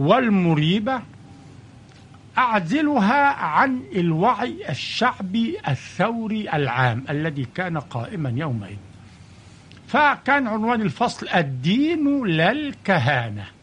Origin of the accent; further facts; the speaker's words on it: Al-Adwa, Sharqia Governorate, Egypt; في الشرقية، قرية اسمها العدوة.